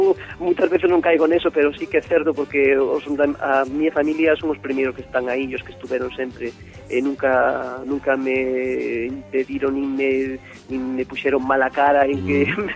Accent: Verín, Galicia, Spain; born there; non só en Verín, que é onde nacemos, sino en Ourense.

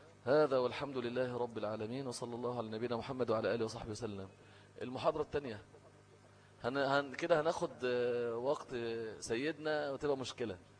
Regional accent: Egypt; لان المشهور عندنا في مصر ايه، حفص مش ورش

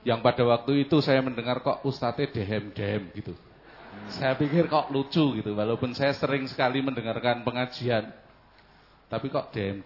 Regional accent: Salatiga, Central Java, Indonesia; Saya dari Salatiga, Ustaz.

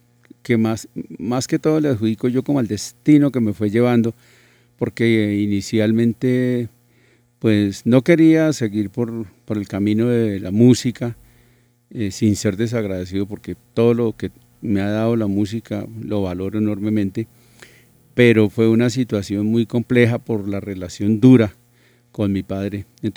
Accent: Mesitas del Colegio, Cundinamarca, Colombia; No, yo soy de Mesitas del colegio, pero adoro a Bogotá.

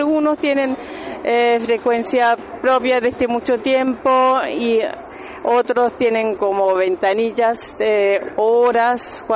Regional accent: Berlin, Germany; soy de Berlín

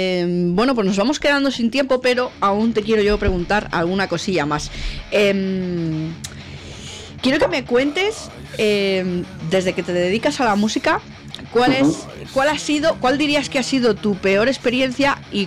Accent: Catalonia, Spain; yo soy de Cataluña y fui a verlos a Madrid

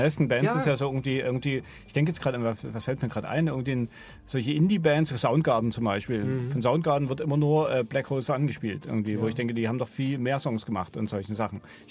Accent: Dresden, Saxony, Germany; Also ich komme aus Sachsen, aus Dresden und da ist man schnell sehr unzufrieden mit Radio.

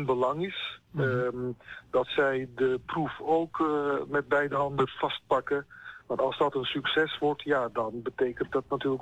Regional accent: Rotterdam, South Holland, Netherlands; ik kende natuurlijk Drechtsteden vrij goed als Rotterdammer.

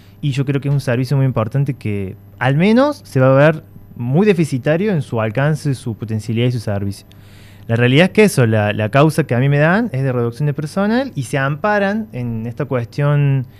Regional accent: Villa Allende, Córdoba, Argentina; yo soy de Villa Allende, he vivido acá, crecido acá.

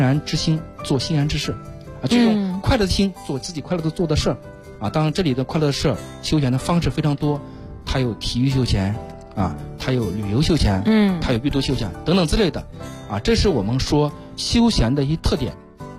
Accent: China; 我们中国人啊在文化里边早就渗透着什么了？

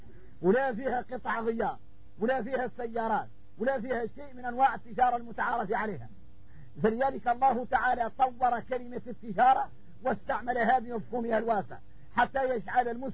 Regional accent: Mauritania; احنا موريتاني يلين اتضايقنا معه الصحراء خوتنا في الله

